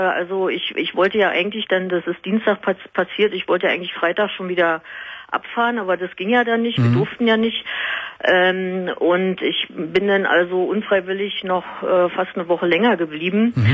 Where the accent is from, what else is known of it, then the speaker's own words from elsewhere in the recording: Berlin, Germany; ich komme aus Berlin